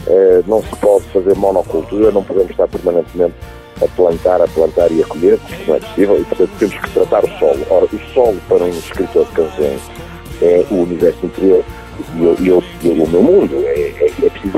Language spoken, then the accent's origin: Portuguese; Moimenta da Beira, Viseu, Portugal; also born or lived in Porto; ou não fosse eu português, e tenho muita afinidade com a minha infância e com a minha adolescência, que foi tratada um pouco por todo o mundo, mas cresci em Moimenta da Beira, cresci no Porto